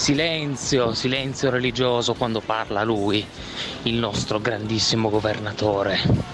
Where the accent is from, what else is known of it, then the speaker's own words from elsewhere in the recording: Turin, Piedmont, Italy; io sono torinese, abito in Piemonte